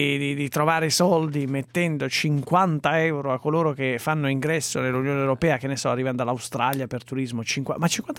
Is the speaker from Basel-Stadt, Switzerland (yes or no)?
no; Lugano, Ticino, Switzerland; io vengo da Lugano